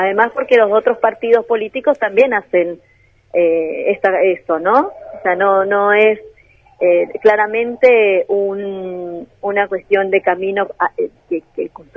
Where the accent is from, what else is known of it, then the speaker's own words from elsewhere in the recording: Colombia; uno como viviendo en el país, como colombiano